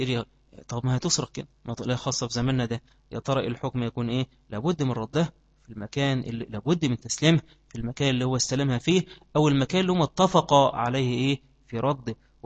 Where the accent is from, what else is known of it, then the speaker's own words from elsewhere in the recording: Egypt; عندنا في مصر في وقت القائلة ده كله زي الإيه؟ زي النمل